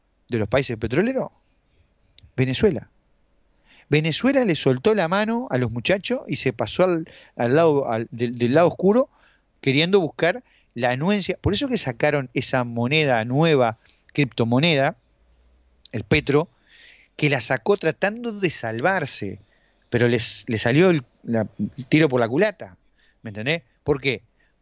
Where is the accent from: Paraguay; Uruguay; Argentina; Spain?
Uruguay; Somos la Suiza de América, no es por nada, ¿no? Tenemos aquí en Uruguay la Suiza de América, ¿no?